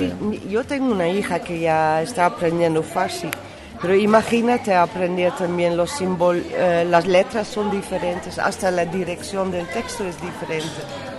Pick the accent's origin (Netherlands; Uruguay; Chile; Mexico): Netherlands; Spanish is a second language; now in Spain; Bueno, me siento muy holandesa, pero muy el mundo es mi casa.